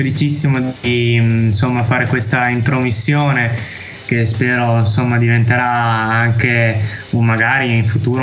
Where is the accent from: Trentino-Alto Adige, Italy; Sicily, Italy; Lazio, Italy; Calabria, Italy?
Trentino-Alto Adige, Italy; now in Bologna, Italy; E sono trentino, vivo attualmente a Bologna e qui lavoricchio un po' qui un po' là